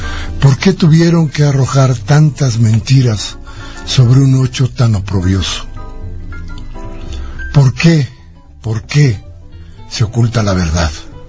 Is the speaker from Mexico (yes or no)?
yes; Mexico; ¿Más de lo que hoy tenemos que pagar como mexicanos?